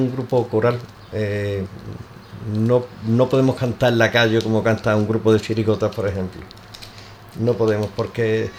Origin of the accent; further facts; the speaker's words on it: Ubrique, Andalusia, Spain; yo nací y crié en Ubrique